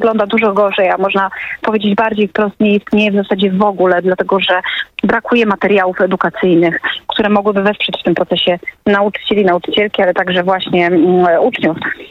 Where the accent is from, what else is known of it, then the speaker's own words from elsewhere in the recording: Oświęcim, Lesser Poland, Poland; born there; Ja się urodziłam w Oświęcimiu. Około 3 kilometry od miejsca pamięci, którym się jest Muzeum Auschwitz.